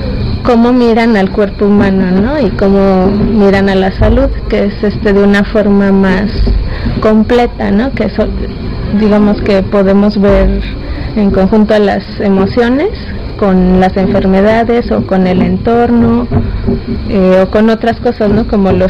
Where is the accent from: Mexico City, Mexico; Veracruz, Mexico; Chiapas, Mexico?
Mexico City, Mexico; vengo de la Ciudad de México, de una colonia que se llama San Juan de Aragón.